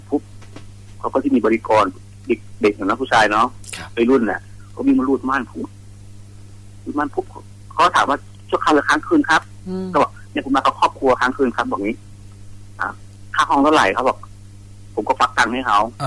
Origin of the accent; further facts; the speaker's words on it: Khon Kaen, Thailand; คือเป็นคนขอนแก่นคร